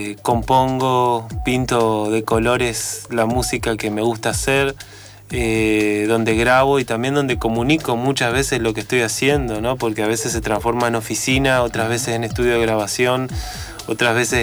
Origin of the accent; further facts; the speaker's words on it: Resistencia, Chaco, Argentina; Yo vengo de un barrio del Chaco de Resistencia que se llama Villa del Carmen, si te referís a mis orígenes.